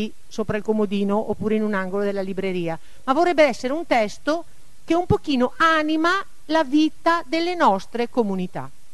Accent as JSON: {"language": "Italian", "town": "Rossano Veneto", "region": "Veneto", "country": "Italy", "said": "mi sento a casa nel senso che sono di Rossano Veneto, alcuni di voi che vedo qui li conosco"}